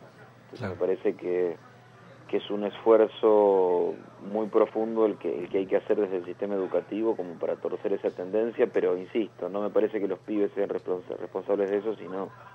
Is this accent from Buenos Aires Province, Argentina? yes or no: yes; Castelar, Buenos Aires Province, Argentina; Yo me crié en Castelar, aquí en el oeste del Gran Buenos Aires.